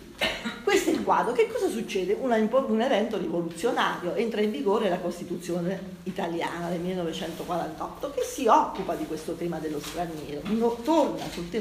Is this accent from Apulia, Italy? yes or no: no; Abruzzo, Italy; sono nata nel 57, mi ricordo l'emigrazione, sono nata in Abruzzo, come sentirete anche dal mio accento. Io sono nata in una terra di emigrazione